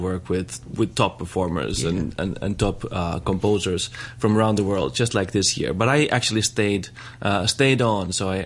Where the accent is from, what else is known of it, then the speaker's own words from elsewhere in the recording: Finland; English is a second language; moved away as an adult; now in United States; So I'm originally from Finland, and I've lived in the States for the past 10 years.